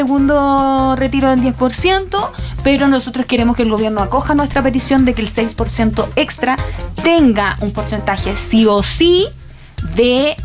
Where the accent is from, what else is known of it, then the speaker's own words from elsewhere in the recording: Viña del Mar, Valparaíso, Chile; No, yo no soy de Valparaíso, soy de Viña, te recuerdo, porfa.